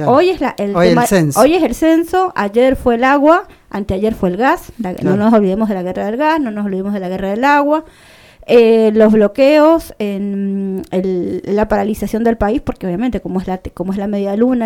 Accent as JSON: {"language": "Spanish", "country": "Bolivia", "moved": "yes", "lives_now": "Argentina", "said": "desde el apoyo y el acompañamiento que hacemos nosotros desde Argentina, en este caso como residentes bolivianos en el exterior"}